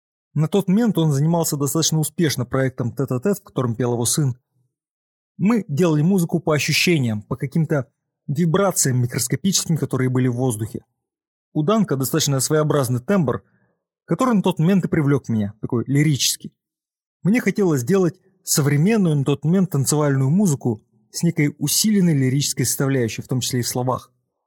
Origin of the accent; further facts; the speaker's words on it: Moscow, Russia; Я сам из Москвы и свой город именно так чувствую.